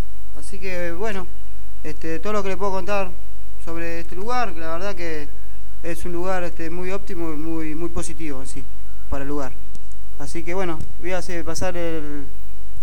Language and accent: Spanish; Buenos Aires, Argentina; que yo no soy de acá, soy de Capital